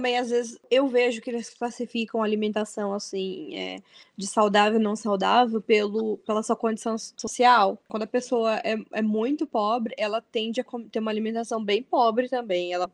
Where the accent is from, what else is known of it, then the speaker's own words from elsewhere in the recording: Brazil; moved away; eu vim do Brasil com uma camisa de manga longa, e quando eu cheguei aqui tava a mesma temperatura